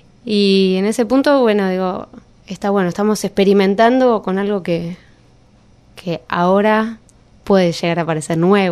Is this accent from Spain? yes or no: no; Buenos Aires, Argentina; no nacimos en el campo y qué sé yo, no ni en el interior, o sea, nacimos en Buenos Aires, en un barrio